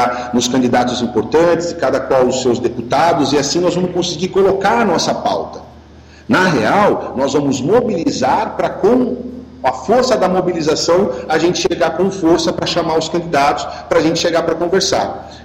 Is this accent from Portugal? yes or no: no; Brazil; Nós somos brasileiros, a gente pertence a esse todo.